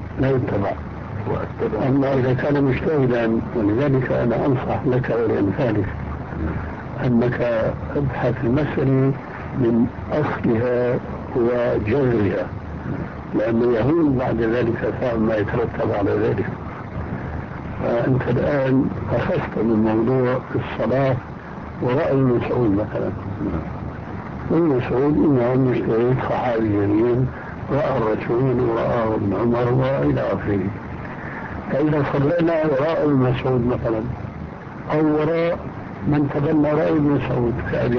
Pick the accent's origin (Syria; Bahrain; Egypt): Syria; لذلك كما كنا عندنا بالشام